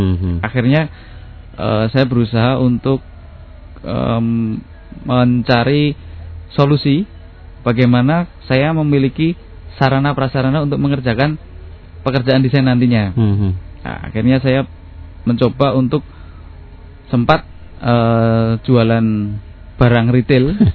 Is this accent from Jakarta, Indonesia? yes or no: no; Surakarta, Central Java, Indonesia; Iya, saya Solo karena saya terpisah dengan ibu dari usia 12 tahun karena saya ikut bude saya